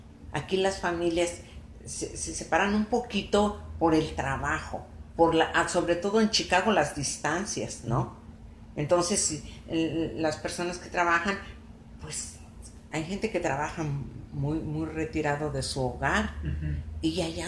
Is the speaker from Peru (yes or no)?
no; Contrahierba, San Luis Potosí, Mexico; mi mamá era de la capital, de San Luis. Yo nací en San Luis, pero yo creo que 4 o 5 días me llevaron a Contrahierba, y allí viví hasta que me casé.